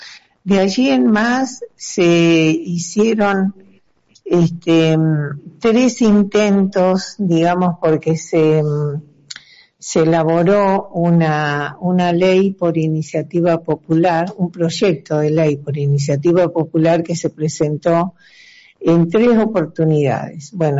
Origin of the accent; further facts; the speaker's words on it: Rawson, Chubut, Argentina; de Rawson, Chubut, de Vecinos Autoconvocados